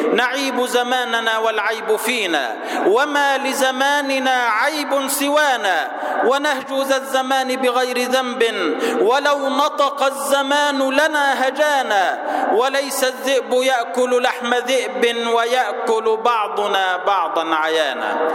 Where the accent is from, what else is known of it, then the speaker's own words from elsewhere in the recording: Egypt; وأسأله أن يحفظ بلدنا مصر وأن يجعلها أمنا أمانا سلما سلاما سخاء رخاء